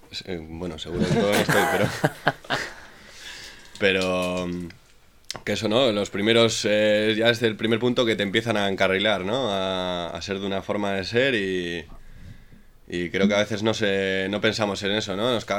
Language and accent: Spanish; Sondika, Basque Country, Spain; Yo soy de Sondica, tío, y de pequeño, tío, los mayores, ¿no?